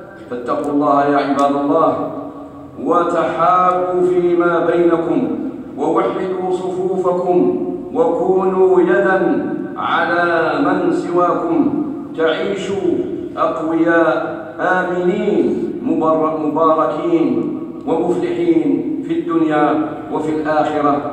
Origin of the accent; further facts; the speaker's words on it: Algeria; وخاصة في بلادنا الجزائر